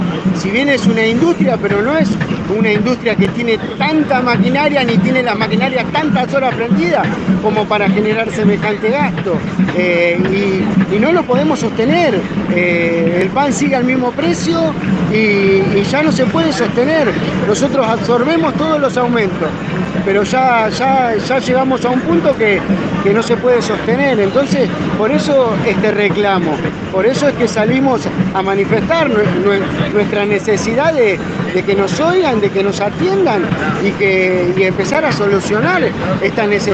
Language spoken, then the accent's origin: Spanish; Almirante Brown, Buenos Aires Province, Argentina; soy panadero de Almirante Brown.